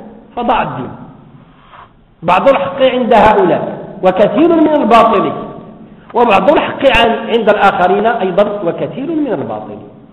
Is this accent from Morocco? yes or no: yes; Morocco; الآن عندنا في المغرب والحمد لله رمضان، كل الناس يصومون